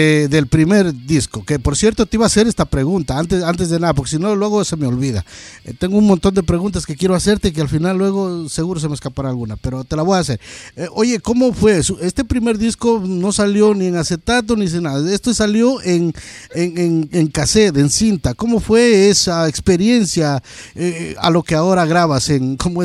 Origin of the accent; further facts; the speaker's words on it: Catamayo, Loja, Ecuador; yo soy de Loja y de un pueblito que es Catamayo